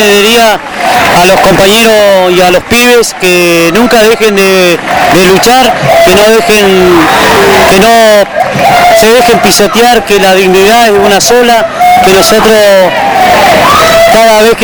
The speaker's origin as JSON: {"language": "Spanish", "town": "Las Heras", "region": "Santa Cruz", "country": "Argentina", "said": "Lo que me duele es que mi pueblo de Las Heras no me acompañe."}